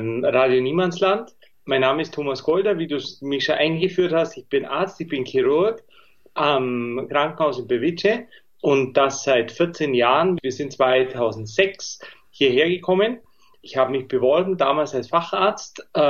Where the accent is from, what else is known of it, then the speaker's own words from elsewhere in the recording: Bavaria, Germany; ich bin ein Bayer, das hört man vielleicht. Ich habe in München, oder nicht vielleicht, sondern ganz sicher, ich habe in München studiert